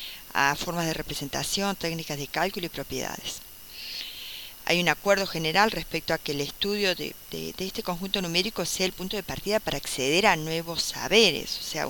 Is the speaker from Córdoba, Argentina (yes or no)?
yes; Río Cuarto, Córdoba, Argentina; de Argentina, de la ciudad de Río Cuarto.